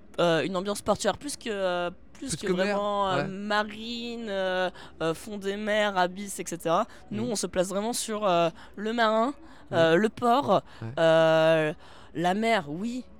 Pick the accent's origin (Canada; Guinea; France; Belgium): France; Paris, Île-de-France; Je suis parisienne.